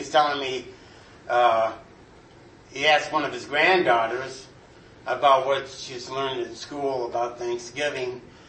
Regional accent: Detroit, Michigan, United States; I grew up on Plymouth Road in Detroit.

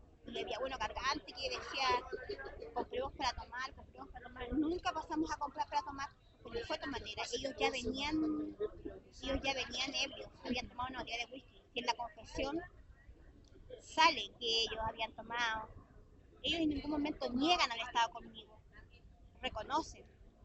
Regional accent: Puerto Natales, Magallanes, Chile; Soy de Puerto Natales, Punta Arenas, casi lo mismo.

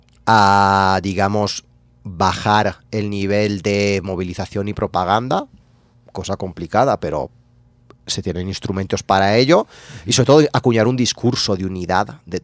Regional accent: Valencian Community, Spain; yo soy valenciano, que es una comunidad que está, hablamos catalán también, de hecho el siglo de oro de las letras catalanas fue en Valencia, y compartimos una cultura como muy fuerte, yo hablo catalán.

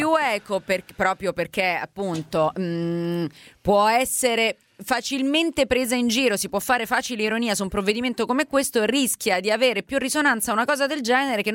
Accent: Rome, Lazio, Italy; Sono romana e so bene cosa vuol dire

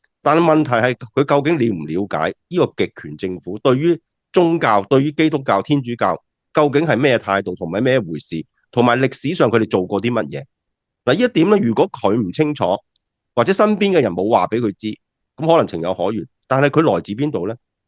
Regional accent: Hong Kong; 我哋身为香港人啦，经历过2019嘅抗争运动啦

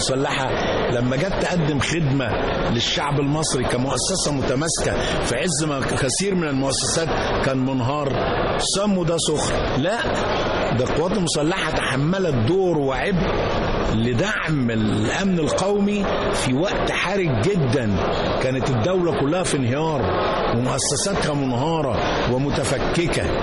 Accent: Alexandria, Alexandria Governorate, Egypt; لأن أنا كنت أصلا من اسكندرية

